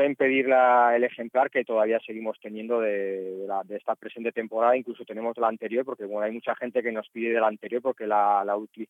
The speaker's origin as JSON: {"language": "Spanish", "town": "Bilbao", "region": "Basque Country", "country": "Spain", "lives_now": "Alicante, Spain", "said": "Yo además estoy en esta zona de Alicante, aunque soy de Bilbao, como bien sabes"}